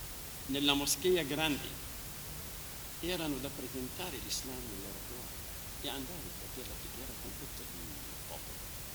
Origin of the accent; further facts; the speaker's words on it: Lebanon; Italian is a second language; Nel mio paese, nel Libano, durante il dominio francese fra la prima e la seconda guerra mondiale, i soldati là erano marocchini e senegali